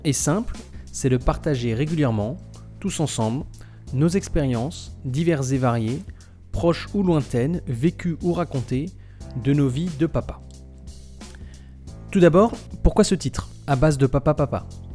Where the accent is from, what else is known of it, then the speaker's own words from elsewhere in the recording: Grand Est, France; now in Paris, France; Je vis à Paris et je suis alsacien à la base.